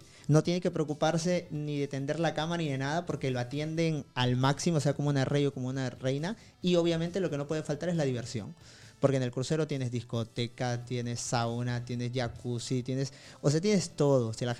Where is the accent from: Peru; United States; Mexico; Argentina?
Peru; yo vengo de Perú, y ¿cuánta gente de Perú viaja?